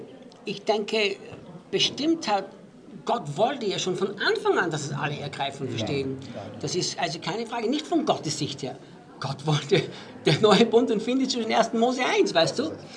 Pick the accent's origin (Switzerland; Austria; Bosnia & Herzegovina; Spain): Austria; also born or lived in United States / United Kingdom; now in Brazil; Also ich bin ja ein Österreicher natürlich und Deutschsprechender. Habe aber in Amerika gelebt, habe in England gelebt, lebe jetzt in Brasilien.